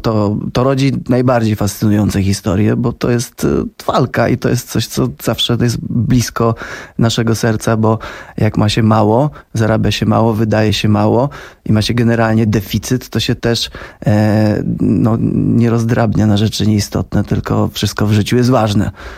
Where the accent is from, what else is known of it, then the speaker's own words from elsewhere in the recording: Ostrowiec Świętokrzyski, Świętokrzyskie Voivodeship, Poland; Z Ostrowca Świętokrzyskiego, że się przepucuję tam.